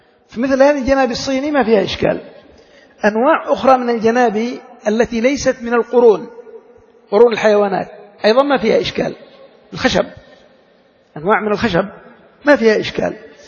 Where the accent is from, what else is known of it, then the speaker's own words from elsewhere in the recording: Yemen; هذه مشكلة عندنا في اليمن نحتاج إلى بحثها